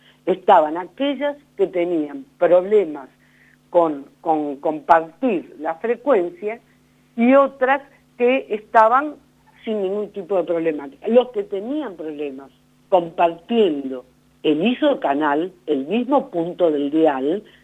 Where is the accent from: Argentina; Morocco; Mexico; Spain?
Argentina; Buenos Aires Province; como somos de Buenos Aires, primer cordón del conurbano